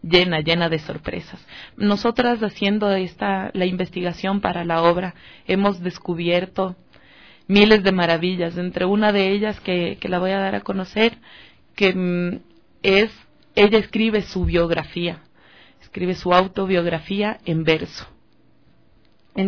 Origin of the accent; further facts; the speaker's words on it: Ecuador; aquí como ecuatorianos y como ecuatorianas también que tenemos tanta cultura.